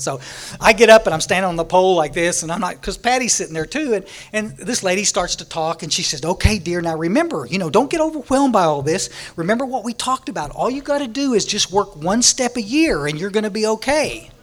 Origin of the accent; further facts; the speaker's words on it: Texas, United States; I was born out in West Texas, when we were about 11, we moved to the Hill Country, up down by San Antonio. And we're about 60 miles northwest of San Antonio.